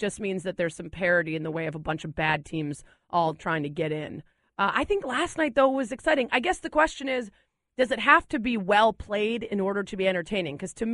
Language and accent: English; Chicago, Illinois, United States; Like, I'm from Chicago. If Jay Cutler doesn't throw three picks, I think it's a good job.